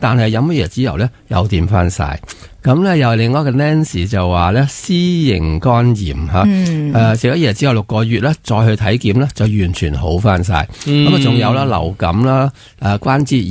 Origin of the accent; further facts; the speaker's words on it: Hong Kong; 就系叫做我哋香港人叫做人造牛油啦